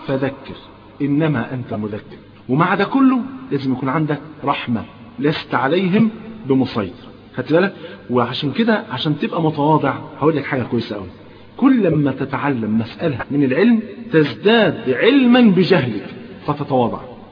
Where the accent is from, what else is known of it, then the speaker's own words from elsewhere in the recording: Egypt; طيب كان زمان تلاقي عندنا في مصر هنا بالذات كان تلاقي مثلا ايه فلان شيخ عمود في الازهر